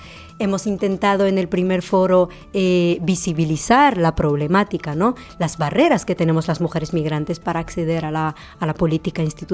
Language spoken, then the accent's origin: Spanish; Morocco; yo que soy marroquí, no puedo ni votar teniendo trabajo, pago mis impuestos, tengo una residencia, pero solo por mi procedencia yo no puedo votar.